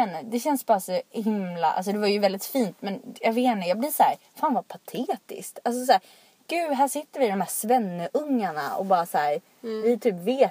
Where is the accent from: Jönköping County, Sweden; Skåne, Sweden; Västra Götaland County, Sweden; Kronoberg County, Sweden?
Kronoberg County, Sweden; Rottne; Alltså jag är uppvuxen i Rottne och jag tror att när jag växte upp där så bodde det väl kanske så här 3000 människor där.